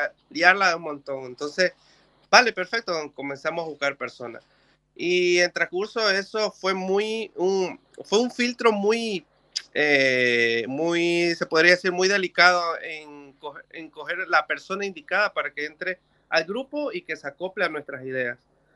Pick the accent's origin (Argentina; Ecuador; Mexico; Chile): Ecuador; now in Barcelona, Spain; Bueno, yo realmente soy de Ecuador y yo vine acá por tener algo mucho mejor, pero sin dejar la música.